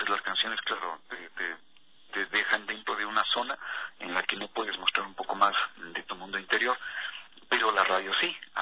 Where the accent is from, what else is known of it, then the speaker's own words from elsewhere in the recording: Ambato, Tungurahua, Ecuador; Yo aparecí haciendo radio en mi ciudad natal, yo soy ambateño, desde los 14 años hago radio.